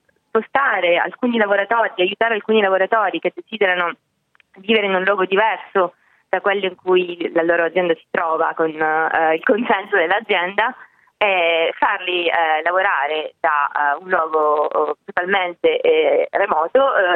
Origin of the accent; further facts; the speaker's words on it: Palermo, Sicily, Italy; moved away; also born or lived in Milan; Io sono di Palermo originaria, ma sono stata tanti anni a Milano, ho studiato lì e poi lì sono andata all'estero.